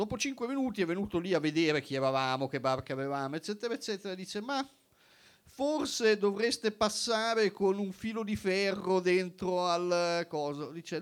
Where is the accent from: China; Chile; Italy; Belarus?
China; perché sono cinese e a me interessano molto